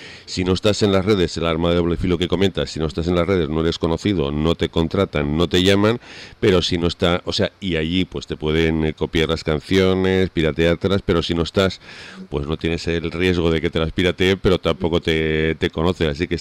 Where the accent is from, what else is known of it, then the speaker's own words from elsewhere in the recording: Huesca, Aragon, Spain; born there; now in Canary Islands, Spain; yo estoy en donde nací, en Huesca, ¿sabes? Yo vivo en Canarias habitualmente, pero ahora mismo estaba ahí hablando desde Huesca.